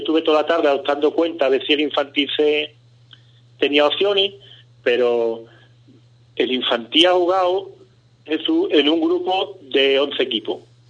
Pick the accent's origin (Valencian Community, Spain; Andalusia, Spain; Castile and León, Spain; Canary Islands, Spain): Andalusia, Spain; Cádiz; Como si nosotros fuéramos de Segovia, nosotros somos de Cádiz.